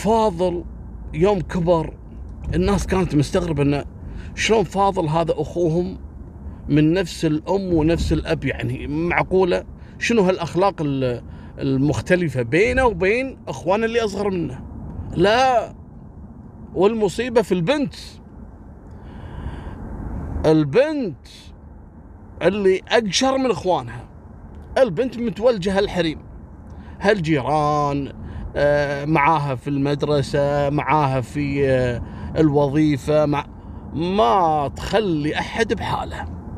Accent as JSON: {"language": "Arabic", "country": "Kuwait", "said": "فكل الدول في العالم مرحب فيها عندنا في الكويت"}